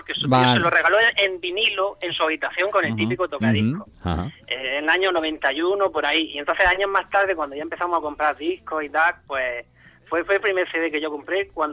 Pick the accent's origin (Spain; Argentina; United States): Spain; Murcia, Region of Murcia; de Murcia.